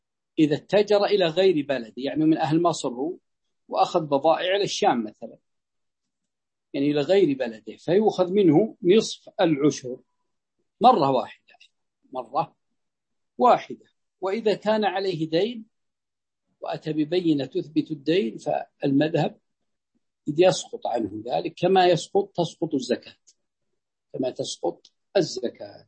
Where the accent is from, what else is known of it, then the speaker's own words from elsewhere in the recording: Ha'il Province, Saudi Arabia; فيد هذه عندنا في حائل